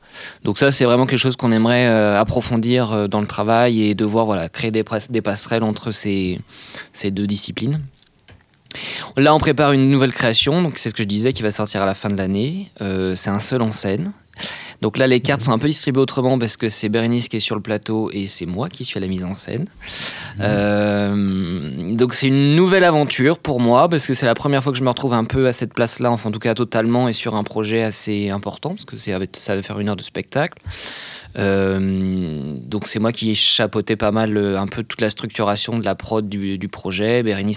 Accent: Nantes, Pays de la Loire, France; Alors, moi, d'où je viens, de Nantes, donc pas très loin. Hein. J'ai jamais trop bougé de Nantes.

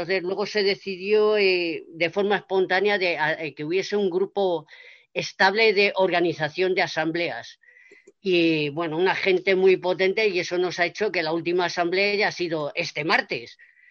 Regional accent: Getafe, Community of Madrid, Spain; soy de Getafe, mi barrio se llama Perales del Río y mi barrio está alejado del centro de Getafe, o sea, estamos a casi a 10 kilómetros.

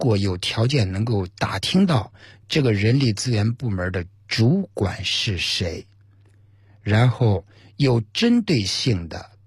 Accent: China

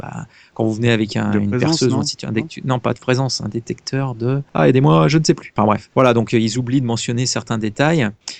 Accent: Namur, Wallonia, Belgium; Je suis de Namur.

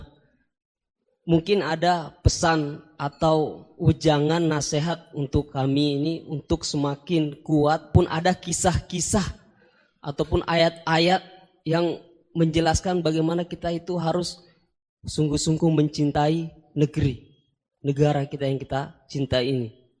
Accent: Poso, Central Sulawesi, Indonesia; asal dari Poso, Sulawesi Tengah.

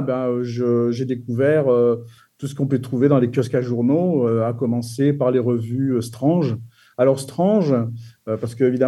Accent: France; born there; Moi, mes origines, d'abord, je suis né en France

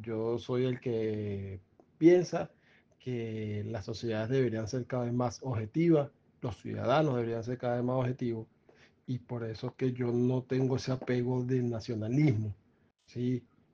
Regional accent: Venezuela; y como venezolano. Evidentemente, toda mi vida la viví en Venezuela, más de 40 años, y tengo un total arraigo a mi país

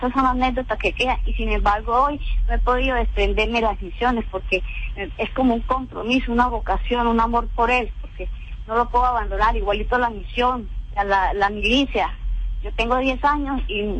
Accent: Colombia; esta edad que yo tengo, 59 años, pero yo soy colombiana

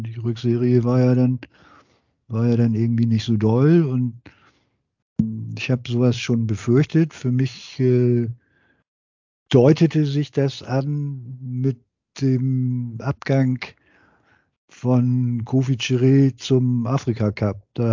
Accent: Hamburg, Germany; das ist ja bei mir so, dass ich hier als Hamburger ja jahrelang diesen Konflikt auch nicht hatte

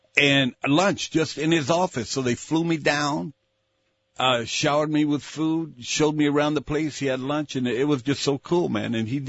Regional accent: Austin, Texas, United States; Because I grew up in Austin, Texas, and my dad was a plumber

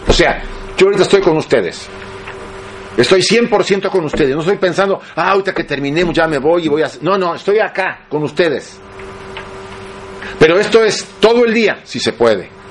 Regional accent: Mexico; accent: Mexican; now in Spain; a ver qué dice este mexicano, ya casi catalán, pero bueno. Porque sigo hablando como mexicano, me dice, ¿tú hablas todavía como mexicano? Pues sí, el acento no se me quita.

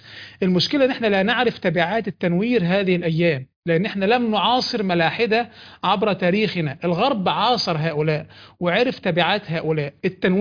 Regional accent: Egypt; احنا عندنا في مصر البوليس

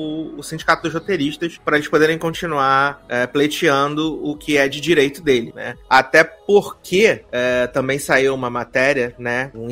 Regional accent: Brazil; É, não, eu só queria, enquanto brasileiro, ver a Bruninha no tapete vermelho, entendeu? Porque aqui no Brasil, provavelmente, vão fazer um tapete vermelho

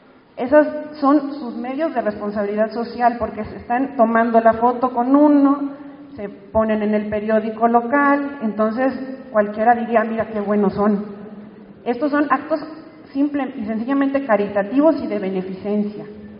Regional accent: San Luis Potosí, Mexico; porque yo, aunque soy de San Luis Potosí, no estoy en viviendo en Cerro de San Pedro.

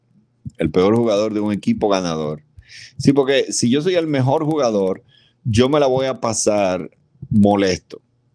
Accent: Dominican Republic; soy un dominicano bastante atípico. Aquí la bebida es un deporte nacional.

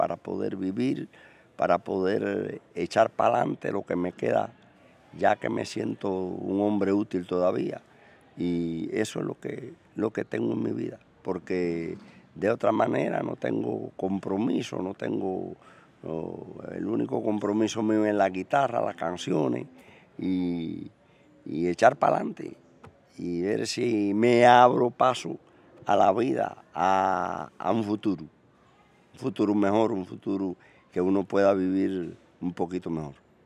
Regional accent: Cuba; porque yo amo a Cuba y soy cubano

